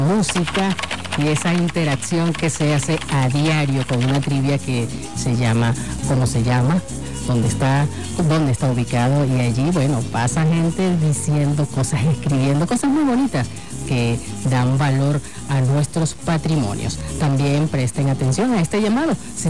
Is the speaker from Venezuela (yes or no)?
yes; Anzoátegui, Venezuela; en Anzoátegui, en mi tierra natal